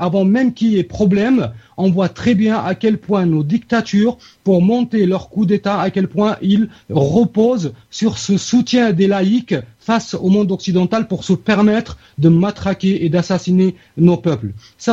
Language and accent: French; Algeria; Que ce soit chez nous en Algérie, comme l'a fait certains partis politiques chez nous